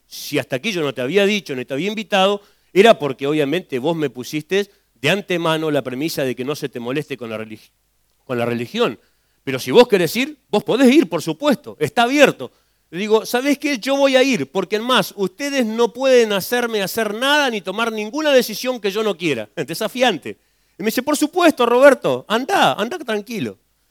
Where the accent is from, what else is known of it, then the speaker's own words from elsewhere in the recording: Las Heras, Santa Cruz, Argentina; en mi pueblo, un pueblo conocido por muchos, el pueblo de los suicidas del fin del mundo, yo vengo de Las Heras, Santa Cruz. Las Heras, Santa Cruz es un pueblito muy chiquitito, tenía en ese tiempo unos 14.000 habitantes